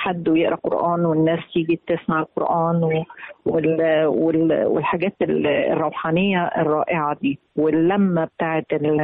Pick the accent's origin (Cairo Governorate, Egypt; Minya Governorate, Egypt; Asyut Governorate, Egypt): Minya Governorate, Egypt; Minya; أنا بلدي المنيا، أنا صعيدية من المنيا وبعتز بيها. طبعا عروس الصعيد من أجمل بلاد الصعيد الحمد لله، وهي من البلاد اللي فعلا متوسطة